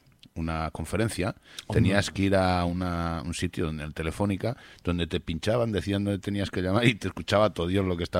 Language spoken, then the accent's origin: Spanish; Madrid, Community of Madrid, Spain; Es que soy de Carabanchel.